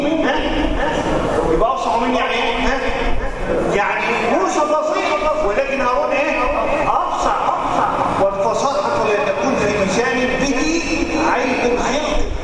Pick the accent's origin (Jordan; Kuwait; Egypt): Egypt; احنا بنسميها في البلد عندنا في مصر عنده قليطه